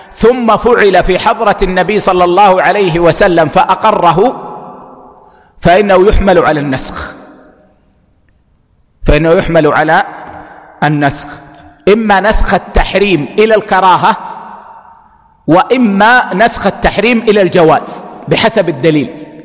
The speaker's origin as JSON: {"language": "Arabic", "country": "Kuwait", "said": "مثل عندنا في الكويت هنا ما يلبسون العمامة المكورة"}